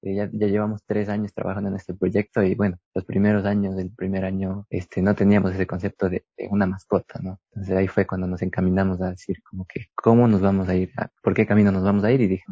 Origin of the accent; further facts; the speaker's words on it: Quito, Pichincha, Ecuador; Yo soy de Quito